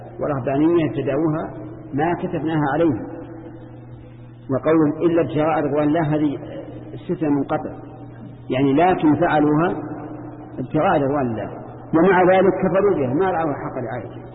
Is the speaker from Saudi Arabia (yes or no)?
yes; Saudi Arabia; لكن في بلادنا السعودية